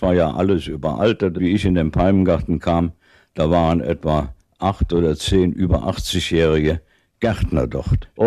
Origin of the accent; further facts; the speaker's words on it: Cologne, North Rhine-Westphalia, Germany; Ich bin in Köln aufgewachsen. Mein Vater war der Gartenbaudirektor von Köln. Der Mann, der die großen Anlagen dort geschaffen hat, den Grüngürtel. Dort bin ich in einem großen Garten aufgewachsen